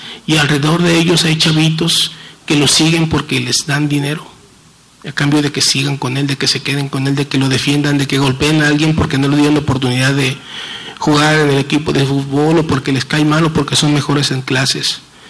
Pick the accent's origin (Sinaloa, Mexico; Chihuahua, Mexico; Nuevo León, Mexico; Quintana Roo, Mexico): Sinaloa, Mexico; Culiacán; sobre todo de donde yo vengo, tenemos cerca de 100 años conviviendo con el asunto de las drogas en Culiacán.